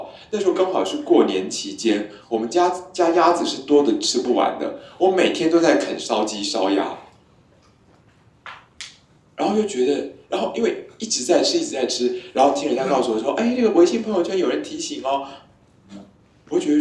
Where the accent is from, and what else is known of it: Taiwan